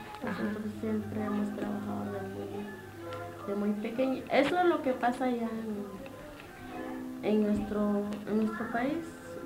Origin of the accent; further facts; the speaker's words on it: Guatemala; now in United States; Tengo casi 6 años de estar aquí en Estados Unidos. Tengo los 2 bebés, son nacidos de aquí. Me vine de Guatemala en el 93.